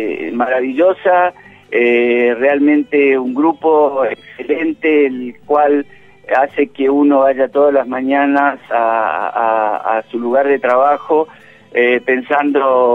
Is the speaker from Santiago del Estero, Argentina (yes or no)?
yes; Santiago del Estero, Argentina; born there; now in Olavarría, Argentina; Yo nací en Santiago del Estero, pero bueno, he andado por muchos lados en el país y ya te digo, o sea, hace 20 y pico de años afianzado, con hijos echando raíces en Olavarría, nietos olavarriense